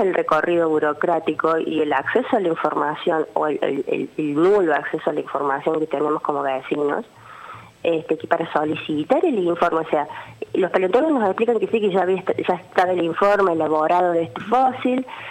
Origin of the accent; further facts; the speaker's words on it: Cosquín, Córdoba, Argentina; voy a hablar particularmente de Cosquín, porque yo soy de Cosquín.